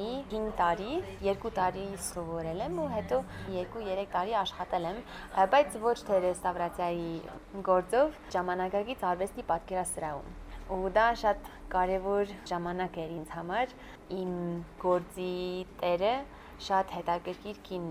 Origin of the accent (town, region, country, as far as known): Boston, Massachusetts, United States; born or raised there; moved away as an adult; also born or lived in Florence, Italy